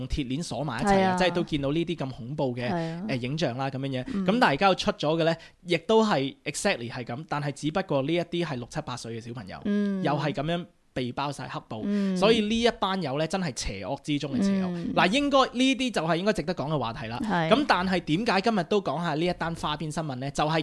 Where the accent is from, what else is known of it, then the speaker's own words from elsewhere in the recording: Australia; 我係澳洲人嚟嘅，我哋偉大嘅國家